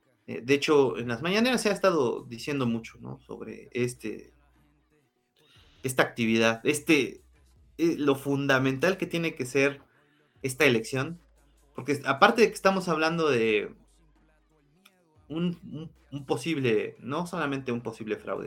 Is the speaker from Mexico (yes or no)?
yes; Mexico; que todos sabemos como mexicanos es que hay este tipo de artimañas